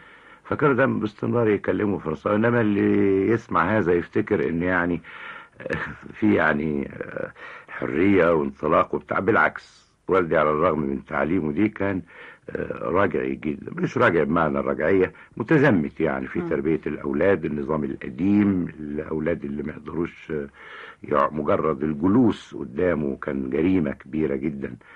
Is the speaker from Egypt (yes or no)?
yes; Cairo, Cairo Governorate, Egypt; also born or lived in Sohag; كان والدي موظف هناك، كان باش مهندس حديد واجه إبلي ومركزه في سوهاج. فبعد ما طلعت 21 يوم اتنقل للقاهرة. فطبعا العيلة كلها، ما فيش عيلة يعني، والدتي وهو وانا واخويا التوأم، لان احنا كنا توأمين، جينا مع بعض، فجابونا وجم على القاهرة ورحنا على شبرا